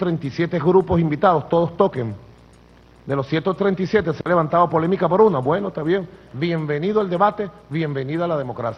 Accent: Venezuela; somos nosotros los venezolanos

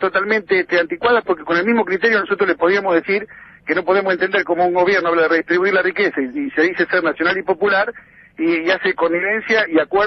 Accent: Argentina; como argentino me duele enormemente

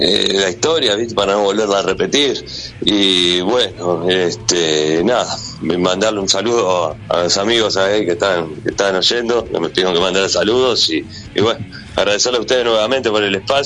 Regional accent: Montevideo, Uruguay; Somos de Montevideo.

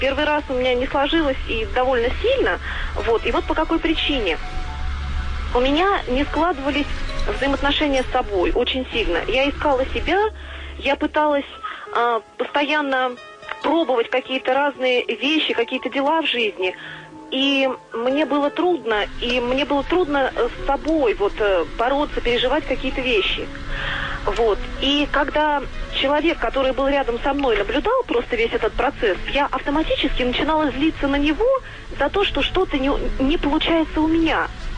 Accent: Volgograd, Volgograd Oblast, Russia; Я из Волгограда, журналист.

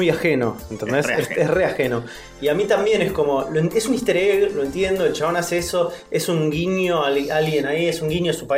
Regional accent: Argentina; Yo soy argentino, entendí la referencia, voy a aplaudir.

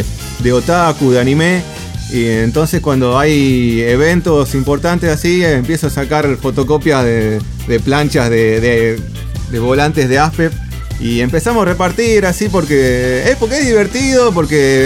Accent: Jujuy, Argentina; born or raised there; also born or lived in San Martín

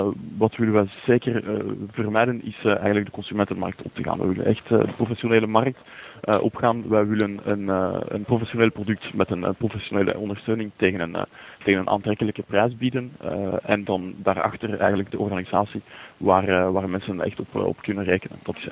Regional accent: Belgium; Ik heb namelijk roots in Nederland. Maar ik ben wel geboren en opgegroeid in België.

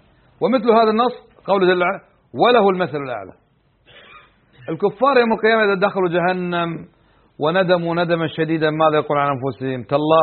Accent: Kuwait; عندنا في الكويت ليس للنفي

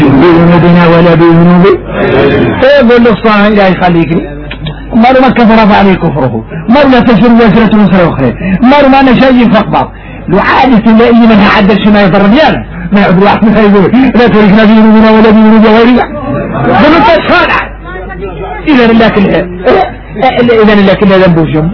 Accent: Mauritania; احنا موريتاني ايوه

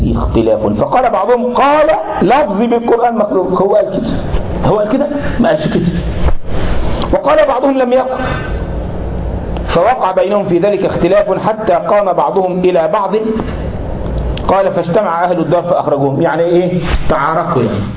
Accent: Egypt; احنا عندنا في مصر لما واحد يزعل واحد يقول له ايه يا اخينا

